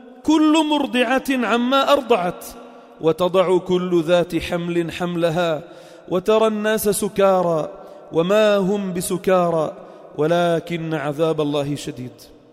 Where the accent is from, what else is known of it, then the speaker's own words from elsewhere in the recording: Lebanon; وعندنا بلبنان ما شاء الله جبال،